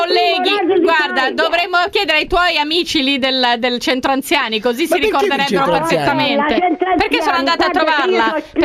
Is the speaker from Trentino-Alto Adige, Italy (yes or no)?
yes; Bolzano, Trentino-Alto Adige, Italy; posso parlare anche se so di Bolzano